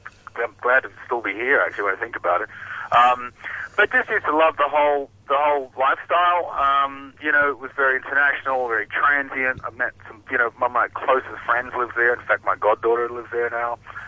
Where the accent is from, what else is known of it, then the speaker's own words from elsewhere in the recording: Australia; now in Hong Kong; We're all Australian, so we're away from home just so much.